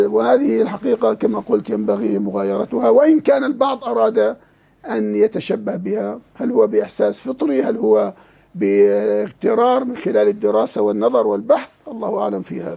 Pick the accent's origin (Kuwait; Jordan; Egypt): Jordan; كالغرايبة عندنا في الأردن